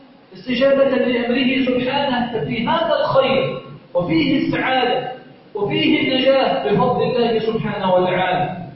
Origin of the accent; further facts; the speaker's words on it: Egypt; اللهم إنا نسألك أن تجعل بلدنا مصر سخاء رخاء أمنا أمانا